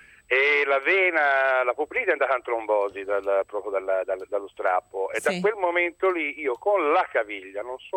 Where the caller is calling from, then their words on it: Prato, Tuscany, Italy; Non sono da Pisa, ma sono da Prato.